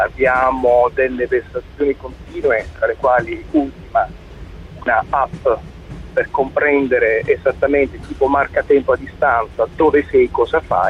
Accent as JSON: {"language": "Italian", "region": "Apulia", "country": "Italy", "said": "Beh, sono pugliese."}